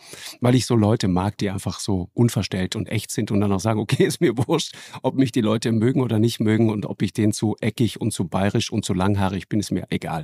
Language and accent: German; Trentino-Alto Adige, Italy; accent: South Tyrolean dialect; now in Hamburg, Germany; Ja, alles Südtiroler.